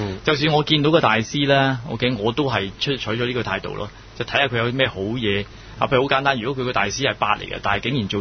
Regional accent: Guangdong, China; 我哋广东人就系叫咩咧？

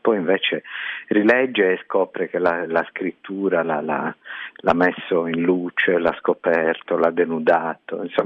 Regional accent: Sardinia, Italy; born there; Faccio lo scrittore per mestiere e sono nato in Sardegna.

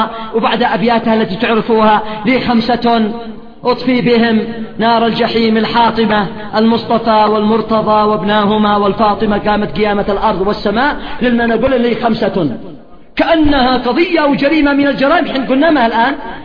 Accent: Yemen; هذا الرجل يسمى أمير شعراء اليمن. تصوروا الآن لو هذا الرجل في بلد آخر غير بلدنا

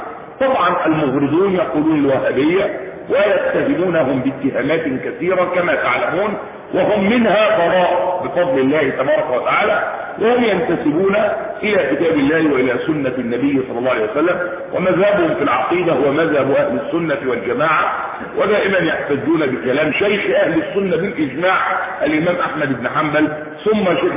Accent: Egypt; احنا مصريين بس بنقول كلمه ايه الحق

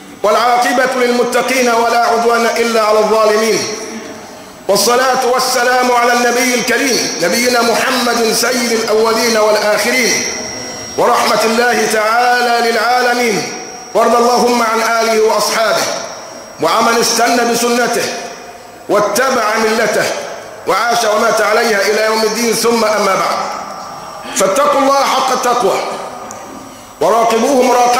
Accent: Egypt; واعلم أن عندنا كمصريين من اللوازم الحياتية اللي احنا بنضرب بها المثل

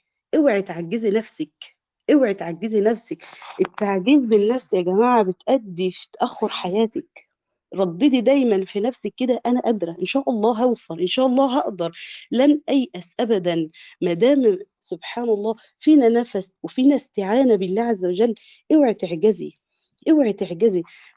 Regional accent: Egypt; احنا طبعا انت عارف احنا كشعب مصري

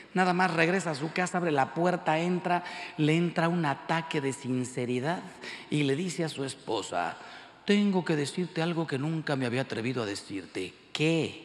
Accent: Mexico; Miren, yo soy mexicano, como la mayoría de ustedes.

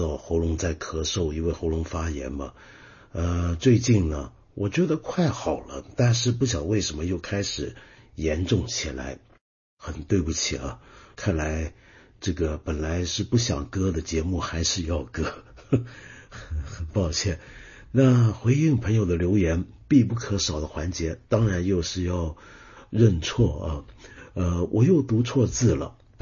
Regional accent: Hong Kong; accent: Cantonese; first language Cantonese; Chinese is a second language; 说到这你就能够看出我是个广东话母语的人了，因为我们广希望在香港啊，我们一般人叫暹罗，我们会叫做秦罗。那这个秦罗，这个秦，我直接又用了香港式的港普说法。

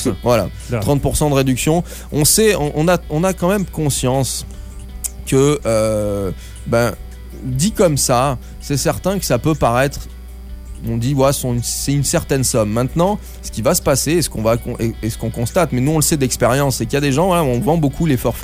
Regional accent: Southern France, France; Vous l'avez compris, je suis français. Et c'est un peu comme les Parisiens vis-à-vis des villes de province. Moi, je suis du sud de la France au départ.

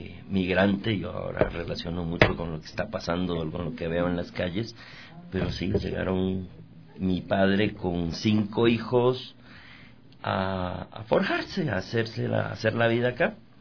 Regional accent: Quito, Pichincha, Ecuador; Yo soy quiteño.

